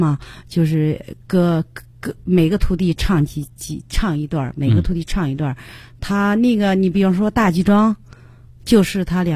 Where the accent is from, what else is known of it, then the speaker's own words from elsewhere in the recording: Henan, China; 我作为河南人，我为任长峡，为这样一个全国的一个英雄感到骄傲。